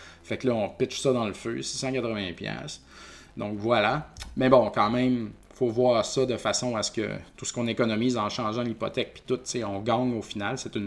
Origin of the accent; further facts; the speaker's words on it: Saint-Joseph-de-Beauce, Quebec, Canada; Donc, nous, on vient de Saint-Joseph-de-Beauce. C'est la caisse du village.